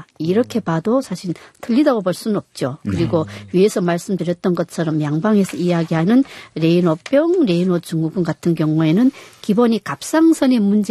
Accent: North Korea; now in South Korea; 예, 그만큼 한국은 북한보다는 훨씬 따뜻하고요.

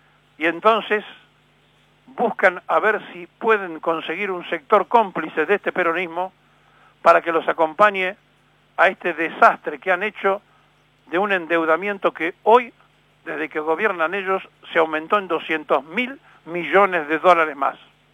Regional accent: Argentina; los argentinos no sabemos trabajar en equipo porque no tenemos una comunidad organizada.

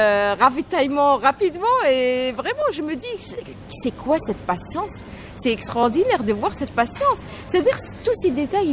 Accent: Algiers, Algiers Province, Algeria; also born or lived in N'Gaous; j'ai vraiment grandi à Alger. Mes parents habitaient avant ma naissance à Alger. Donc, si je suis née à Ngaos, c'est parce que mes parents, ils sont d'origine là-bas.

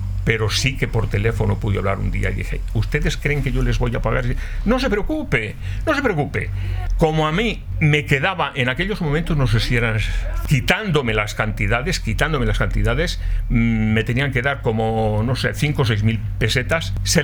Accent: Castile and León, Spain; yo soy de la provincia de Valladolid, si va usted a mi tierra, pues verá en las casas antiguas

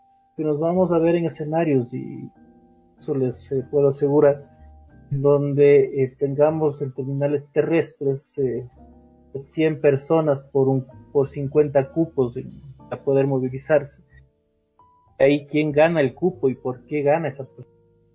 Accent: Ecuador; Cuando deberíamos tener como ciudadanos, como ecuatorianos, una imagen pública de alguien que nos transmita cifras en las cuales podamos confiar

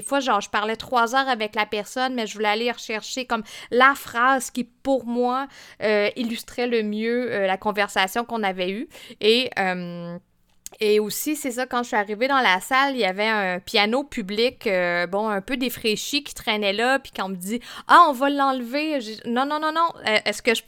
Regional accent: Fermont, Quebec, Canada; je viens de la Côte-Nord, mais pas du coin ouest que j'ai investigué pour ce projet. T'sais, à la base, je viens de Fermont

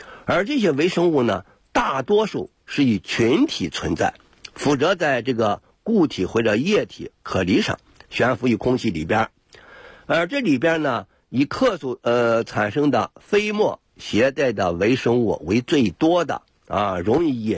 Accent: China; 我们中国人

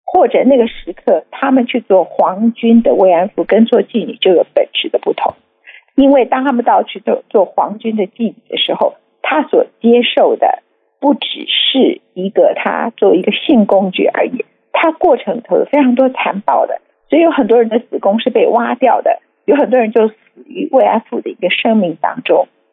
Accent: Taiwan; 作为一个台湾本地的本省人

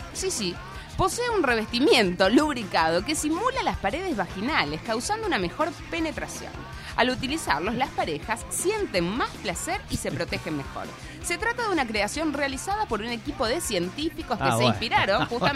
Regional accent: Rosario, Santa Fe, Argentina; also born or lived in Gálvez; he sido nacida aquí, criada durante un tiempo de vida y después me llevaron a esa ciudad hermosa, intitulada Galvez Cere.

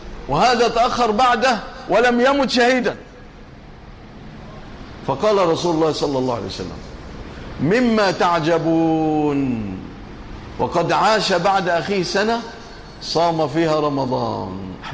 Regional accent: Egypt; اللهم اجعل بلادنا مصر أمنا أمانا رخاء سخاء إلى يوم الدين

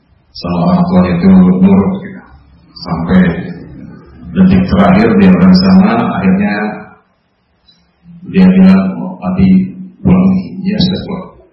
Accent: Jakarta, Indonesia; born there; lahir di Jakarta 28 Mei tahun 60. Jadi sekarang baru 56, mau 57.

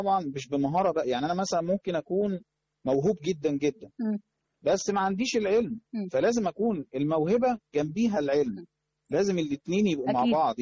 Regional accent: Cairo, Cairo Governorate, Egypt; انا طبعا يعني من مواليد الدرب الاحمر، عشت حياتي طبعا في المنطقه ديت،

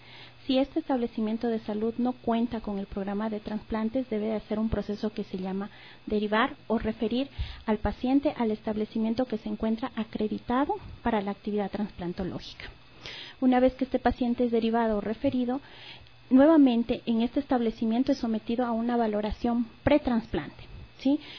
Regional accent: Ecuador; nosotros como personas, como ser humanos, como ecuatorianas y ecuatorianos

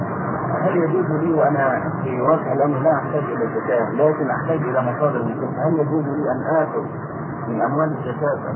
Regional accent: Egypt; يعني احنا عندنا في مصر الموظف ياخد 40 جنيه مثلا

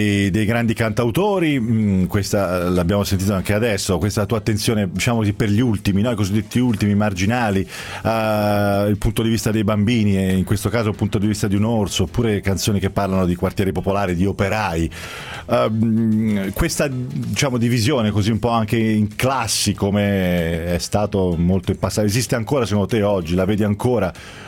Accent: Pisa, Tuscany, Italy; io sono pisano

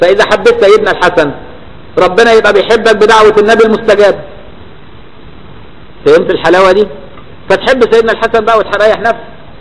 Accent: Egypt; شعب غريب، الشعب المصري ده شعب غريب. مش بقول كده عشان أنا مصري

